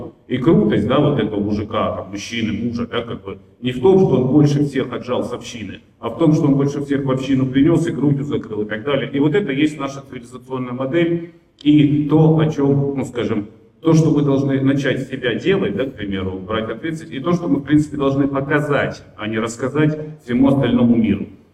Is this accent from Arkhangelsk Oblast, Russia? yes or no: no; Pyatigorsk, Stavropol Krai, Russia; Я тоже русский продукт, я из Пятигорска, Северного Кавказа. Отец у меня с Пензы, там дед с Грузии откуда-то. Ну, мы все русские